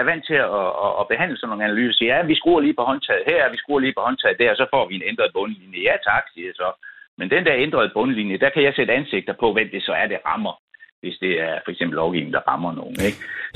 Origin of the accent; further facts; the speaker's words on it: Esbjerg, Region of Southern Denmark, Denmark; især der, hvor jeg kommer fra, Esbjerg Havn